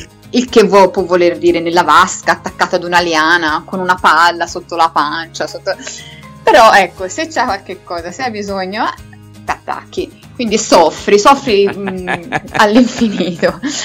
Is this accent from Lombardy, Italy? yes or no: no; Florence, Tuscany, Italy; veramente una cosa di cui vado fiera da fiorentina